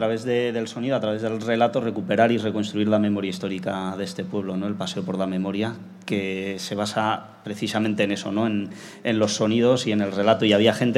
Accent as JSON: {"language": "Spanish", "town": "Ibiza", "region": "Balearic Islands", "country": "Spain", "moved": "yes", "said": "Allá en mi tierra no hay la costumbre de las charangas, allí en Ibiza no hay charangas."}